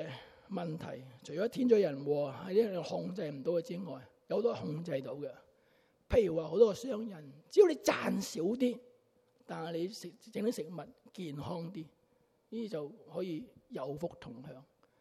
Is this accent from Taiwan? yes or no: no; China; 我们中国人很有意思的